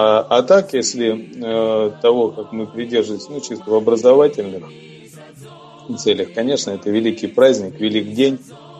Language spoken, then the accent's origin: Russian; Urals, Russia; Я родился на Урале и вырос.